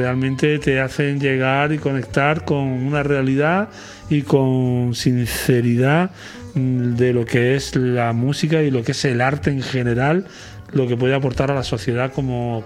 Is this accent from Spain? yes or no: yes; Lucena, Andalusia, Spain; Yo que soy de Lucena, que nací en un pueblo